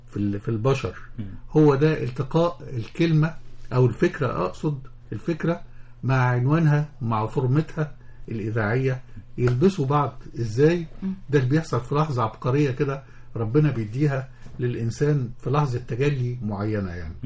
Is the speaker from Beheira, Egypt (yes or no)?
yes; Damanhur, Beheira, Egypt; now in Cairo, Egypt; انا اصلا من دمنهور انا مش قاهري